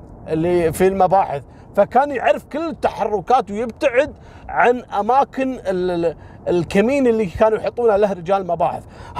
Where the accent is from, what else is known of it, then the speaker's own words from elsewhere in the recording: Kuwait; طبعا هو مسوي نفس سالفة خالد الذيب عندنا في الكويت.